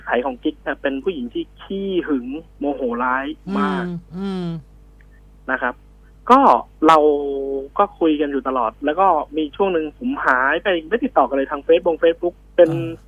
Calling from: Lampang, Thailand; ตอนนี้ผมอยู่ลำปางครับ

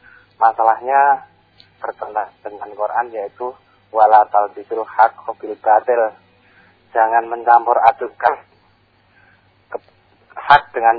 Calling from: Boyolali, Central Java, Indonesia; Ini dari Cipeti di Boyolali.

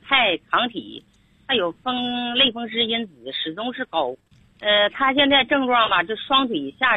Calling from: Harbin, Heilongjiang, China; 我是哈尔滨的您的学员。

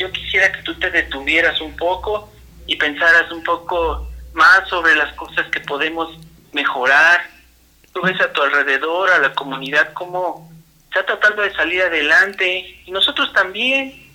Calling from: Ixtapaluca, State of Mexico, Mexico; De Ixtapaluca.

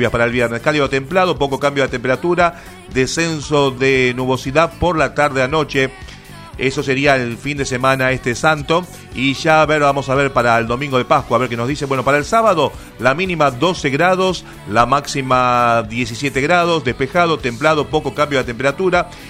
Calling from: Quilmes, Buenos Aires Province, Argentina; de Quilmes

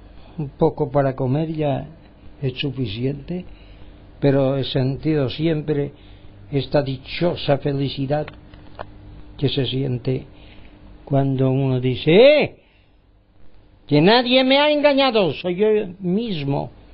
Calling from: Palma, Balearic Islands, Spain; mi parte desde Palma de Mallorca y las Baleares. España, quieren que seamos españoles, bueno, pues somos españoles

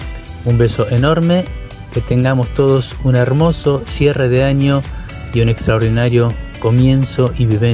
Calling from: Buenos Aires, Argentina; de Capital.

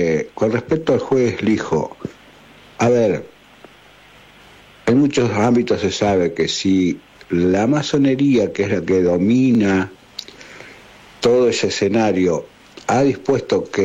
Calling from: Lobería, Buenos Aires Province, Argentina; de Lobería.

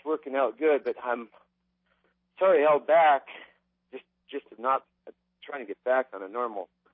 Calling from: Oregon, United States; from Oregon.

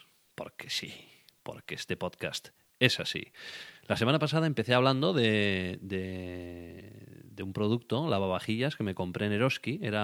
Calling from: Gautegiz Arteaga, Basque Country, Spain; hablando desde Gauteguizarteaga, el corazón de Urdaibai, el corazón de Vizcaya, tu corazón partido.

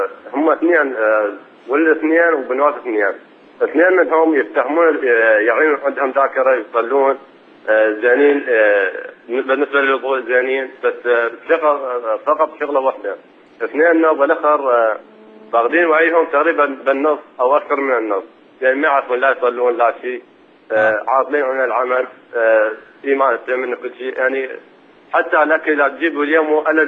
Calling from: Iraq; اقول لك من العراق انا

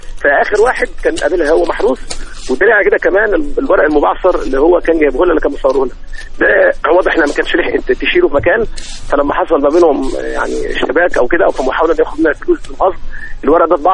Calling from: Tanta, Gharbia, Egypt; من طنطا إن شاء الله

